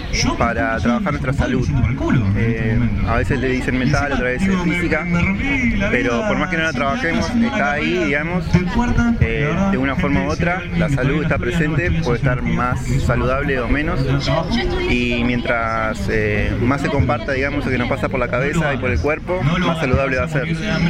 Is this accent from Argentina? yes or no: yes; Río Negro, Argentina; born there; now in La Plata, Argentina; Nací en Río Negro. Vine acá a La Plata a estudiar.